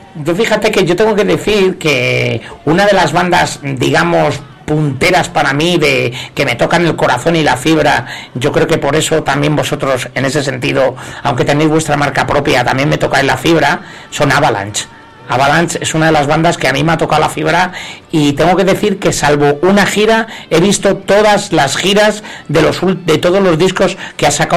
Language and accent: Spanish; Murcia, Region of Murcia, Spain; Sí, bueno, no lo he dicho, perdona, pero soy de Murcia.